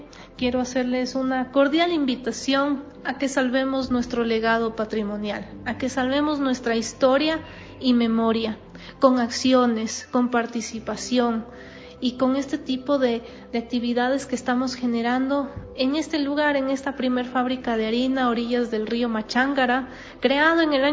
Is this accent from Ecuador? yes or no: yes; Quito, Pichincha, Ecuador; que es de cierta manera responsabilidad de cada uno de nosotros como quiteños, como ciudadanos